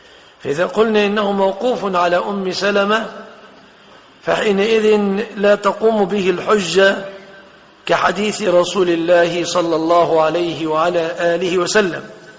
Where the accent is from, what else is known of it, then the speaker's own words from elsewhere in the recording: Egypt; الخمار الذي هو موصوف في بلادنا مصر